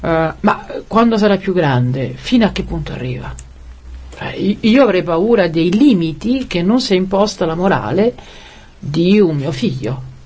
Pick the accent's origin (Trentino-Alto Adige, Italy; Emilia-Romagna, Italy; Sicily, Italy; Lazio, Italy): Lazio, Italy; Rome; dunque io da romana parteggio perché venite.